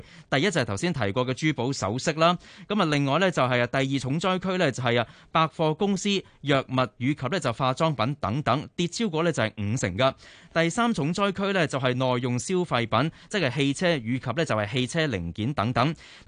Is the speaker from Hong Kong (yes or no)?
yes; Hong Kong